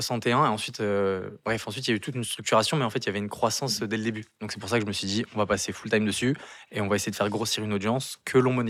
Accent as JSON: {"language": "French", "town": "Versailles", "region": "Île-de-France", "country": "France", "tie": "born there", "said": "Je suis né à Versailles en réalité."}